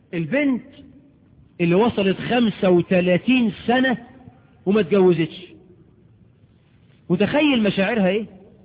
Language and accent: Arabic; Egypt; عندنا في مصر، ودي تقارير صادرة عن الجهات الرسمية